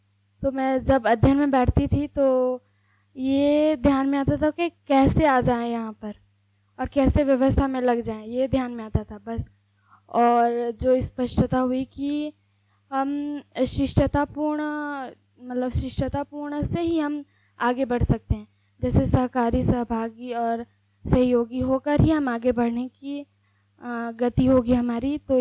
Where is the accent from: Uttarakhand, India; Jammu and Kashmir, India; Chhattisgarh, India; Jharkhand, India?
Chhattisgarh, India; Raipur; और मैं रायपुर से आई हूँ।